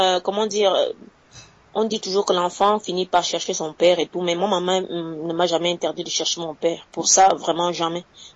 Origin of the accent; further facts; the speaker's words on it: Cameroon; c'est mon père qui est passé chez nous au Cameroun